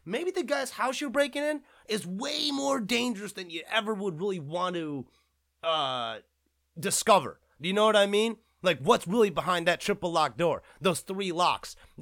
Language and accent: English; South Korea; I'm an Asian American myself. I'm a Korean American. I come from Korea